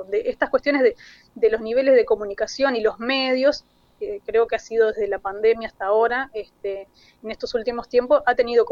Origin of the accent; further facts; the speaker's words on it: Mercedes, Soriano, Uruguay; now in Montevideo, Uruguay; en mis 46 años de vida, claro, tengo más años de vida acá en Montevideo que en mi ciudad natal, pero yo soy de Mercedes, ahí de Soriano, limítrofe con Río Negro